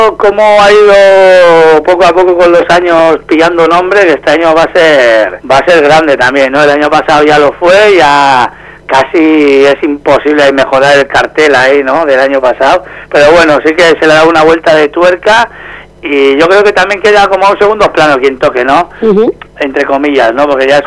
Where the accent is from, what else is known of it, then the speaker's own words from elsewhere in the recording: Zarautz, Basque Country, Spain; somos un grupo de 6 amigos y amigas aquí de Zarauz